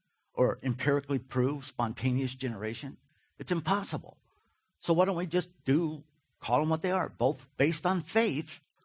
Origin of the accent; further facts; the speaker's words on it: Wofford, Kentucky, United States; Wofford, Kentucky. Anybody familiar with Wofford? If you are, you're weird. I grew up in Wofford, Kentucky. Population 400.